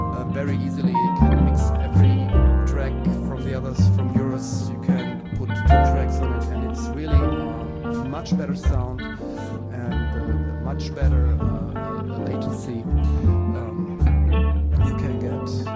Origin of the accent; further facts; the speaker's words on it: Frankfurt, Hesse, Germany; English is a second language; so I'm from Germany, by the way, Frankfurt